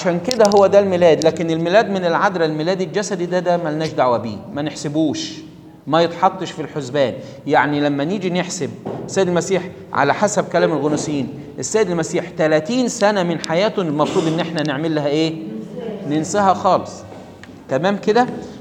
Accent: Egypt; وكان طبعا عندنا في مصر يوم 11 طوبة دوه بيقولوا، او عندنا في مصر كان المصريين الفراعنة بيقولوا

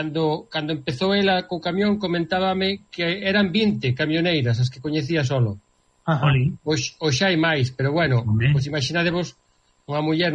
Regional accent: Quiroga, Galicia, Spain; amiga de redes sociais e da miña terra, Quiroga

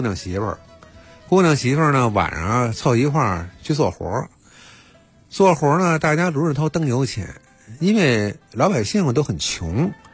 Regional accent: Beijing, China; 但是我是北京人嘛，我在北京感受就更多一些

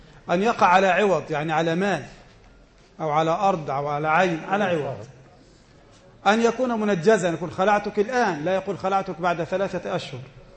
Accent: Egypt; وناس زينا هنا كمصريين مش لاقين حد احنا نخدمه أصلا

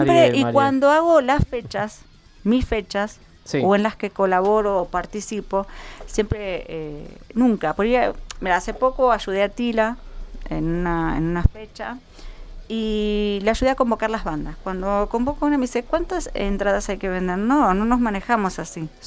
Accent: Isidro Casanova, Buenos Aires Province, Argentina; en la zona oeste, de donde soy yo, en Casanova.

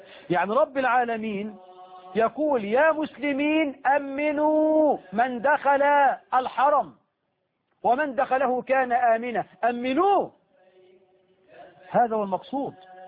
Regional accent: Egypt

